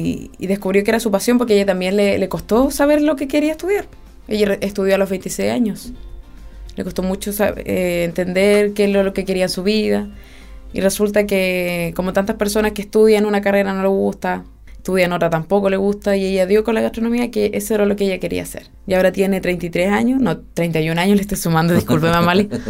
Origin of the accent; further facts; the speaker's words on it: south, Chile; notas que son del sur por nuestro, claro, nuestro acento, el gallito que tenemos.